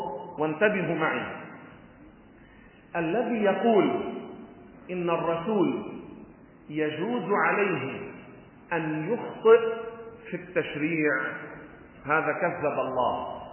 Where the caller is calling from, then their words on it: Beirut, Beirut Governorate, Lebanon; ونحن من بيروت، وحطوا اسمي على التلفزيون وقتها … من بيروت.